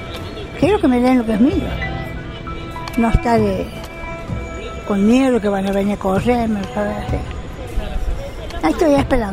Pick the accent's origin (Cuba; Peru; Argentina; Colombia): Argentina; Sebastián Elcano, Córdoba; Soy de Sebastián Elcano, departamento Río Seco, provincia de Córdoba.